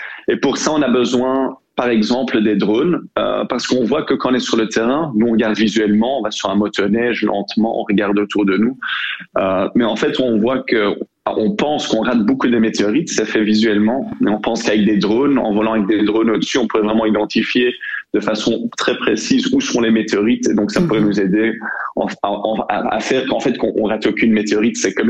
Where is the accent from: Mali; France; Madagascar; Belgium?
Belgium; Brussels, Brussels-Capital Region; Je suis bruxellois